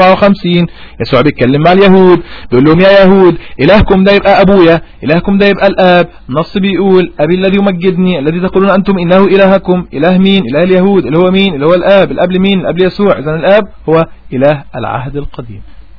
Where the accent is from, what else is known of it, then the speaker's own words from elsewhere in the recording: Upper Egypt, Egypt; أنا صعيدي والصعيدي ودماغي صارمة